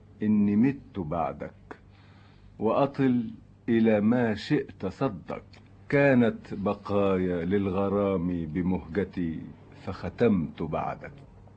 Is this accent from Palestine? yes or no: no; Lebanon; لانه فيلم هيكون زي دعائي لبلدي لبنان الحقيقه